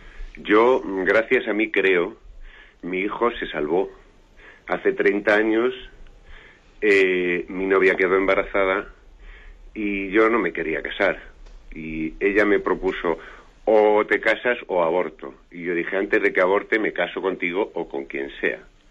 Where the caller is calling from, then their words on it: Madrid, Community of Madrid, Spain; de Madrid.